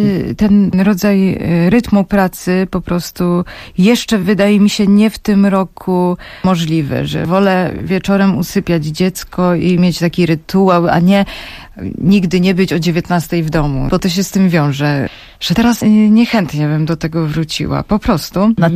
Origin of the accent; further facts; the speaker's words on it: Silesian Voivodeship, Poland; Ja jestem Ślązaczką … podobnie jak wielu Ślązaków.